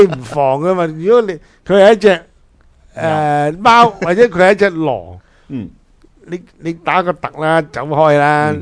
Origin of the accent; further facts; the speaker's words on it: China; 我哋中国人咧就讲豺狼